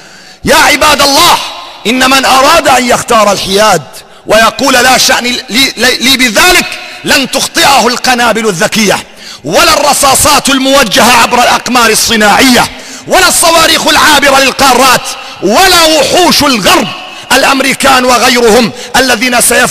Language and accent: Arabic; Syria; يجب أن نعترف بأن بلدنا سوريا